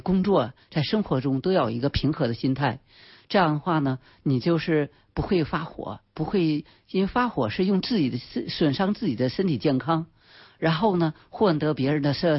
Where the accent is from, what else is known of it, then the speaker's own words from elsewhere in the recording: China; 其实为什么我们中国人就得发现有病人的时候